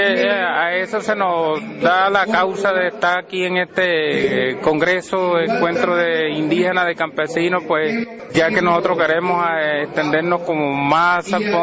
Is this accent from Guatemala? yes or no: yes; San Andrés, Guatemala; como artesanos que somos del municipio de San Andrés, Suquimo, Mil, Purísima y Chimán.